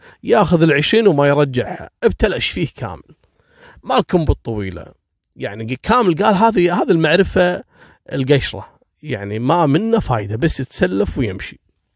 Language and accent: Arabic; Kuwait; طبعا هذا مجرم عندنا في الكويت لانه غير قانوني.